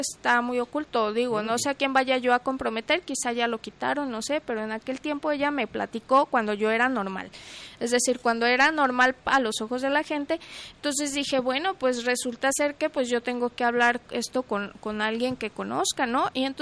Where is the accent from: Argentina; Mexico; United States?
Mexico; como buena mexicana, eso, lo otro y aquello